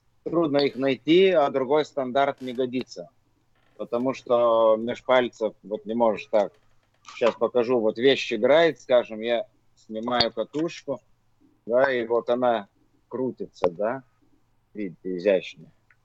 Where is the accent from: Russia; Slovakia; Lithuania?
Lithuania; Vilnius, Vilnius County; Я диджей из Вильнюса, из Литвы.